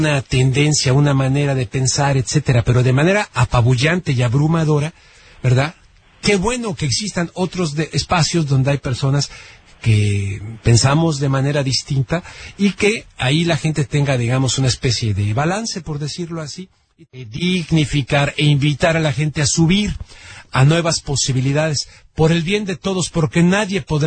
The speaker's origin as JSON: {"language": "Spanish", "country": "Mexico", "said": "Nosotros como mexicanos, en este caso, como salvadoreños o como hondureños o como lo que sea"}